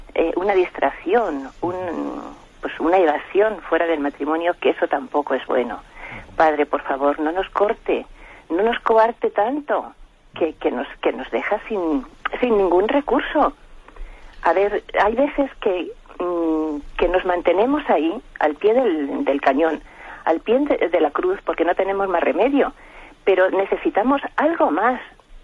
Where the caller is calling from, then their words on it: Madrid, Community of Madrid, Spain; de Madrid.